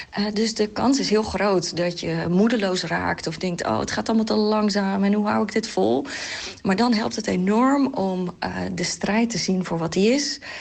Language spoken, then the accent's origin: Dutch; Katwijk, South Holland, Netherlands; In mijn geval, ik groeide op in Katwijk.